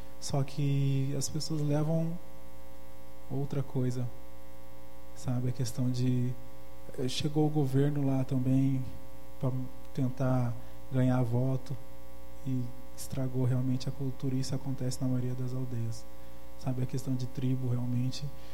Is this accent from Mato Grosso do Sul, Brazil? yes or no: yes; Mato Grosso do Sul, Brazil; Então, eu vim de Mato Grosso do Sul para fazer esse treinamento também